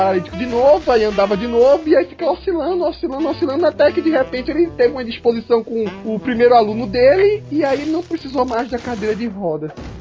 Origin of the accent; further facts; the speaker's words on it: Northeast Region, Brazil; accent: nordestino; Olha, eu tô até voltando meu sotaque nordestino aqui, sempre falando mais rápido do que pensando.